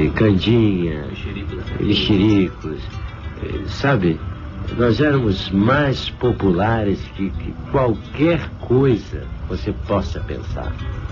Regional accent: Brazil; eu sou muito brasileiro, sabe? Eu acho que nós temos excelentes valores, cantores comparáveis com qualquer um de qualquer parte do mundo.

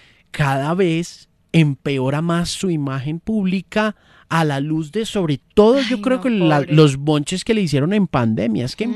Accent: Colombia; Somos colombianos, orgullosamente colombianos.

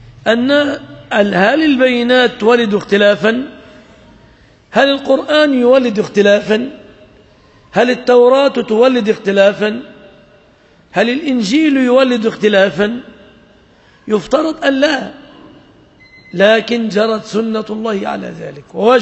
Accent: Egypt; ولعله ظهرت في بلادنا مصر أمور كهذه الأمور عما قريب

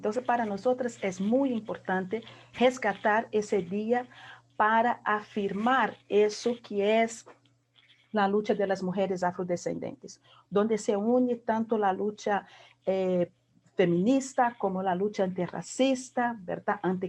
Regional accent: Brazil; Spanish is a second language; now in Costa Rica; soy brasileña, ya con muchos años de vivir aquí en Costa Rica

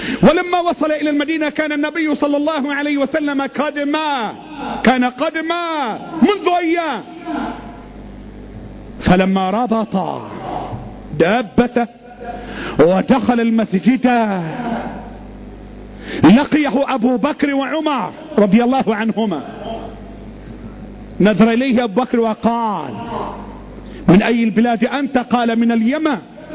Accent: Egypt; اللهم احفظ لنا بلدنا مصر، اللهم احفظ بلدنا مصر

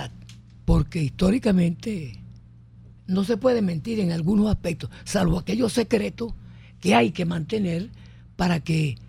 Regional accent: Falcón, Venezuela; Me inscribieron los que sabían de comunismo en mi pueblo, en Falcón.

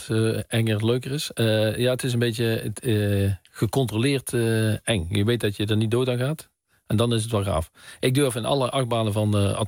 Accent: Veldhoven, North Brabant, Netherlands; Nee, ik kom uit Veldhoven, dat ligt in Brabant.

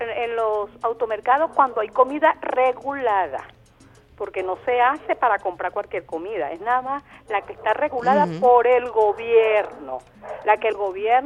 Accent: Venezuela; Entonces cuando tú como venezolano acepta y dices, sí, es verdad, es verdad, es verdad, es verdad, es verdad, es verdad, si sale, esto es lo que puede agredir más a nuestro país.

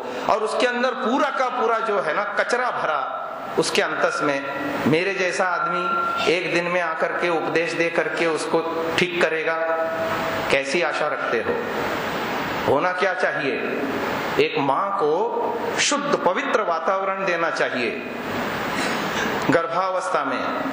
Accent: Mumbai, Maharashtra, India; मैं बॉम्बे जैसे सिटी में पला, हमारे नगर में, मैं जहां इस परिवेश में रहता था वहां 30-40 घरों में एकाध घर में टीवी हुआ करती थी।

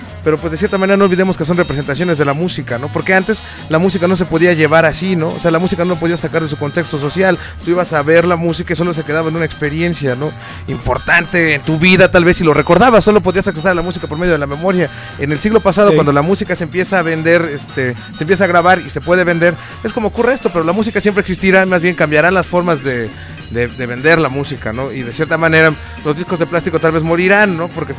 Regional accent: Mexico; fíjate aquí cómo somos los mexicanos

